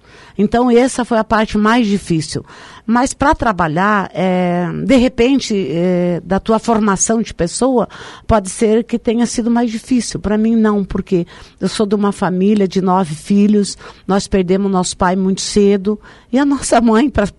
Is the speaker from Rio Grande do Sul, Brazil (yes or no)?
yes; Três Passos, Rio Grande do Sul, Brazil; now in Foz do Iguaçu, Brazil; Nasci em Três Passos, Rio Grande do Sul, sou gaúcha.